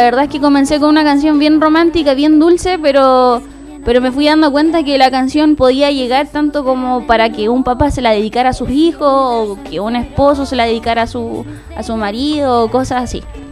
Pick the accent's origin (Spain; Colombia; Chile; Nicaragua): Chile; Santiago, Santiago Metropolitan Region; Ya soy de Santiago, de la comuna de Peñalolén.